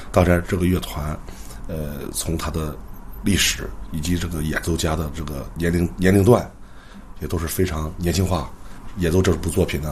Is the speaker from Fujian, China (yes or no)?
no; Cangzhou, Hebei, China; 河北人。啊